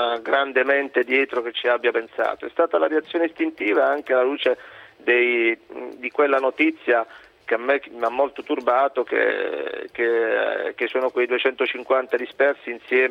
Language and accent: Italian; Apulia, Italy; io sono un pugliese